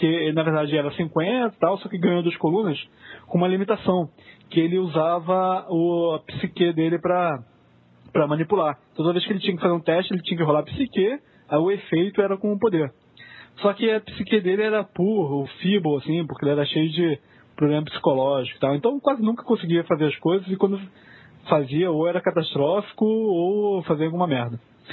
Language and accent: Portuguese; Rio de Janeiro, Brazil; Sou do Rio.